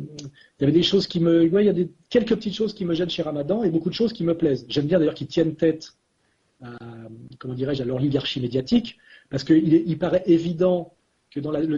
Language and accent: French; France; en tant que Français de souche catholique